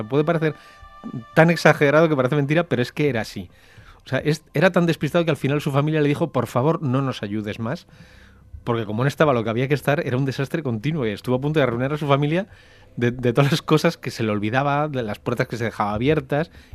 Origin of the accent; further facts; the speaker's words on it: Spain; yo sé que soy español